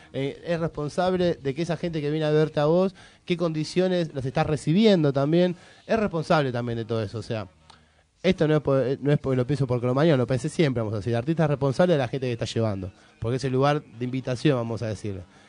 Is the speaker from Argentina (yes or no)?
yes; Buenos Aires, Argentina; Yo soy de Lugano